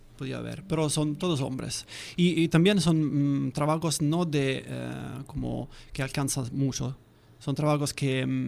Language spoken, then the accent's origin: Spanish; Viterbo, Lazio, Italy; Spanish is a second language; now in Turin, Italy; yo soy de Viterbo, que es una pequeña ciudad al norte de Roma, hace como 100 kilómetros de Roma. Pero trabajo en Torino, en una ciudad que está en el norte, y estoy ahí hace como 10 años.